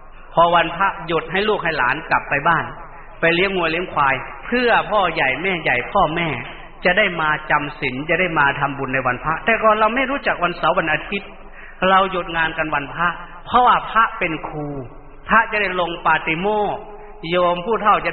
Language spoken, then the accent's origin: Thai; Isan, Thailand; first language Lao; ข้าพยายามฝึกพูดภาษาไทยกลางแต่ก่อนพวกเรานี่ไม่ได้พูดภาษาไทยอันนี้เราพูดภาษาลาวเรียนก็ไม่ได้เรียนหนังสือภาษาไทยนู่นเราเรียนหนังสือลาว